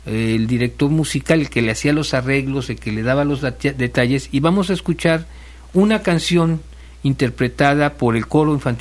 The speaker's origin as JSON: {"language": "Spanish", "town": "Xalapa", "region": "Veracruz", "country": "Mexico", "tie": "born there", "said": "Creo que tiene que ver con todos los que nacimos en Jalapa."}